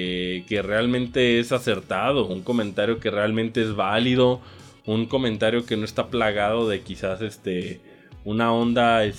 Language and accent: Spanish; Mexico; Ya basta de que como mexicano nomás estamos diciendo